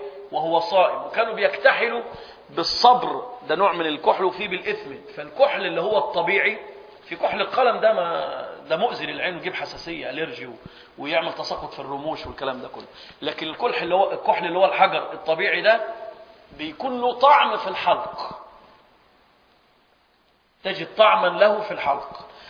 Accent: Egypt; سبحان الله، عندنا في مصر لما حد يدخل غرفة العمليات

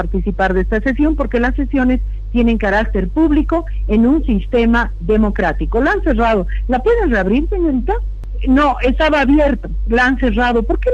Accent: Bolivia; Lo que estaríamos haciendo como sociedad boliviana, entregando al feminicida la tenencia de la hija

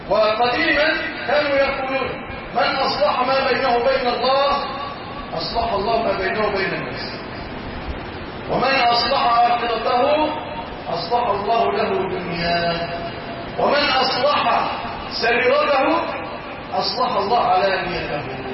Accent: Egypt; اللهم اجعل بلادنا مصر أمنا أمانا سلاما رخاء

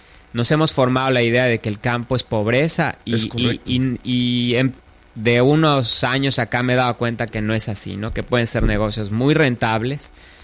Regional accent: Yucatán, Mexico; uno de los problemas que tenemos como yucatecos? Es de que muchos somos demasiado conservadores

